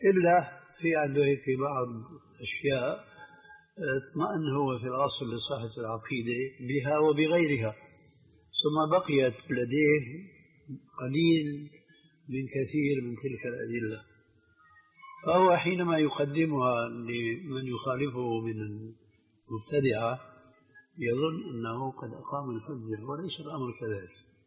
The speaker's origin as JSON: {"language": "Arabic", "region": "Levant", "country": "Syria", "said": "إذن كما يقولون عندنا في الشام، ابعد عن الشر وغنيله"}